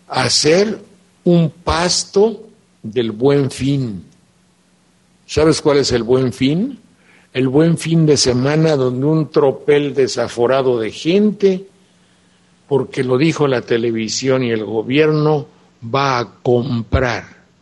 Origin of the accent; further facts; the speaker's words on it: Mexico; imagínate tú, ¿cuándo los mexicanos éramos así?